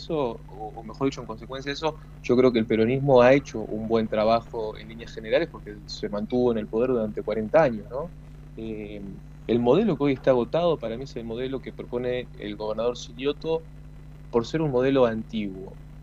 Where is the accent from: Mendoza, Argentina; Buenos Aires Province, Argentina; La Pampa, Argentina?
La Pampa, Argentina; Catriló; Nosotros, yo soy de Catriló, ¿no?